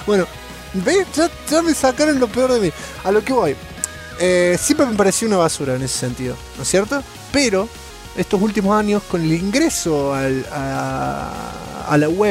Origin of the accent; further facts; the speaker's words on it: Comodoro Rivadavia, Chubut, Argentina; Soy de Comodoro, los presos no consiguieron la Play acá.